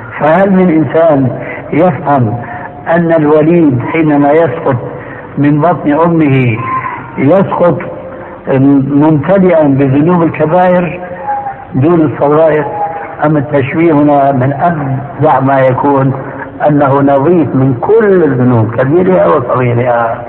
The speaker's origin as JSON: {"language": "Arabic", "country": "Syria", "said": "وكما يقول عندنا في سوريا نحط رجلينا بماء بارد"}